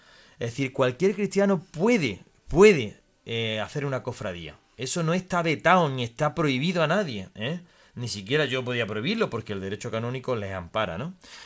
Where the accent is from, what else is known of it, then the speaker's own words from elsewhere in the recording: Jaén, Andalusia, Spain; en Jaén, de donde yo soy, pues la verdad es que tiene mucho arraigo